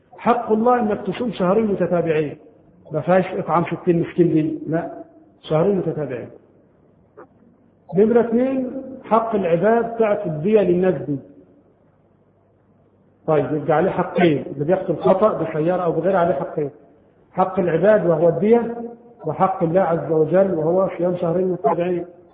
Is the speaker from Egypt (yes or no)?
yes; Egypt; طبعا عندنا في مصر هذا القانون غير مطبق شرعا